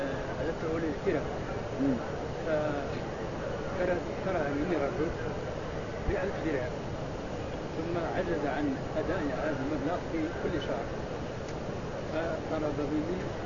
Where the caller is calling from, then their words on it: Morocco; لما يسمع عندنا في المغرب بالرعن، هل هذا مشروع؟